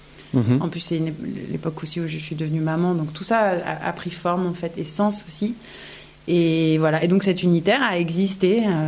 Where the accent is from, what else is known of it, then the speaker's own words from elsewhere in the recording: Toulon, Provence-Alpes-Côte d'Azur, France; J'ai grandi à Toulon